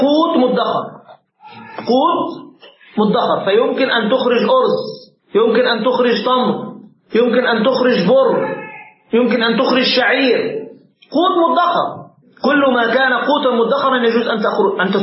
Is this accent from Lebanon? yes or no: no; Egypt; كان عندنا في مصر مثلا عندك أقوات مختلفة